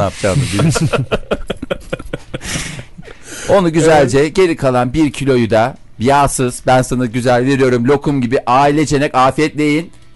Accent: Adana, Turkey; Çukurova. Bak Adanalıyım oradan.

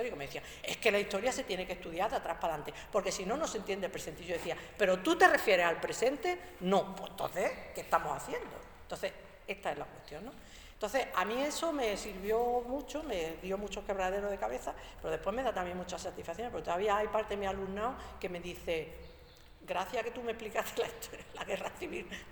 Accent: Andalusia, Spain; soy mujer andaluza y soberanista.

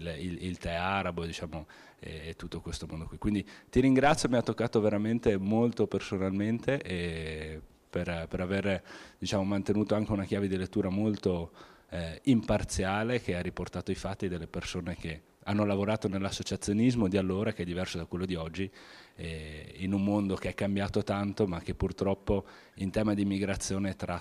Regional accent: Bolzano, Trentino-Alto Adige, Italy; born there; Io sono nato a Bolzano, precisamente a Collina Pasquali, proprio in quel posto lì

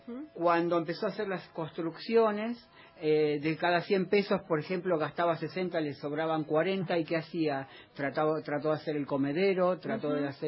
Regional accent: Buenos Aires, Argentina; now in Ramos Mejía, Argentina; Soy porteño, pero vivo en el conurbano, en Ramos Mejía.

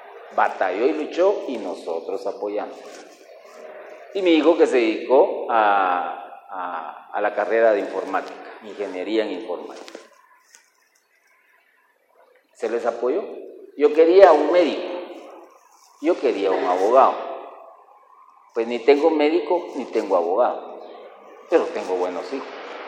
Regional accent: Guatemala; como somos buenos guatemaltecos

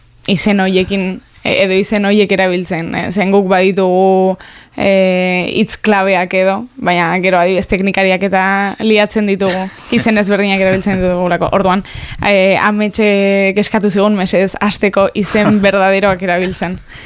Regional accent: Pamplona, Navarre, Spain; Ametxeta biok Iruñekoa gara.

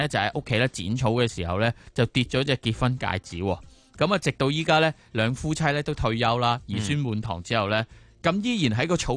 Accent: Hong Kong; 你好似我哋香港人住啲纳米楼咁样

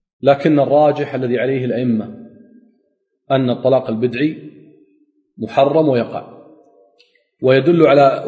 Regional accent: Kuwait; عندنا بالكويت يقول لها تجيك ورقتك

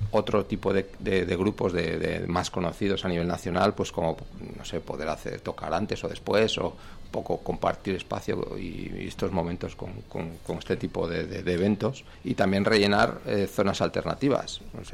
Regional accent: Tudela, Navarre, Spain; Pues José y yo somos de Tudela

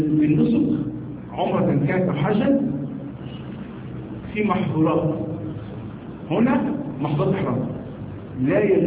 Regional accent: Egypt; احنا عندنا في مصر هنا بنتكلم عن الحذاء

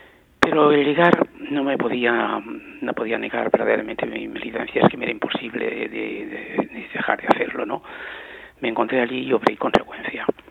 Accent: Spain; yo había conocido una situación revolucionaria y generosa en mi país y había cambiado todo totalmente y no podía ya seguir viviendo en esta España

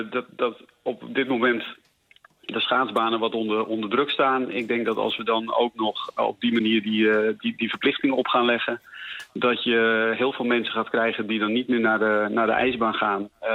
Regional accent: Netherlands; Zo van ja, dat doen wij niet als Hollanders.

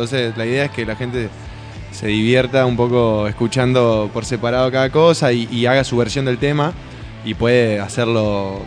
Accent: Santa Fe, Argentina; also born or lived in Rosario; O sea, nosotros somos de Santa Fe Capital.

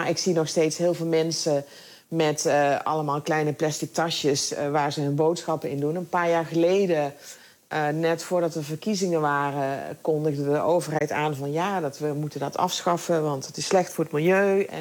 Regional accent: Netherlands; dan ben ik misschien ouderwets opgevoed in Nederland.

